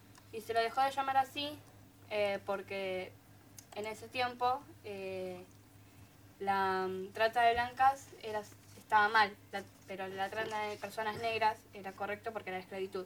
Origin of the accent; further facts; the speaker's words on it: Munro, Buenos Aires Province, Argentina; también estudiante de la técnica Raggio. Soy de Munro